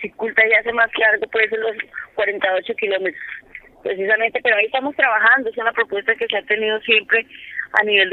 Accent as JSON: {"language": "Spanish", "region": "Cundinamarca", "country": "Colombia", "said": "Nosotros somos de Río Negro Alto, que somos San Cayetano, Villagómez, Paime."}